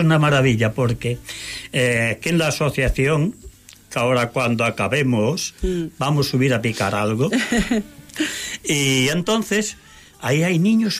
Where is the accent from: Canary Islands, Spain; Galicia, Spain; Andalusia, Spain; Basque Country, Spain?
Galicia, Spain; now in Germany; Porque yo estuve como gallego, también fui a dar mi vuelta a Alemania.